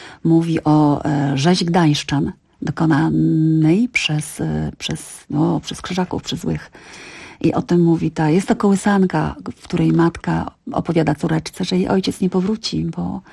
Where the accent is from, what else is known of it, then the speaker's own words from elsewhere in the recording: Gdynia, Pomeranian Voivodeship, Poland; Pochodzę z Gdyni, z Trójmiasta. No, tak, Kaszuby. Ale mój dziadek Kaszuba w domu mojego dziadka i nawet jeszcze ja to pamiętam, mówiło się po kaszubsku.